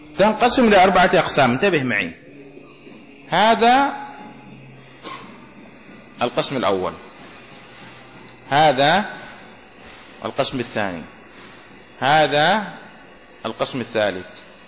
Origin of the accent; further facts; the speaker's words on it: Yemen; إزار مفتوح يسمى عندنا في اليمن معوز